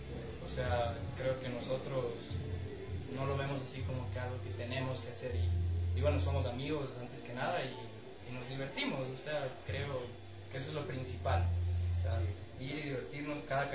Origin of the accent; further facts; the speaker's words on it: Ecuador; todos somos ecuatorianos, solo el caballero aquí es semi-venezolano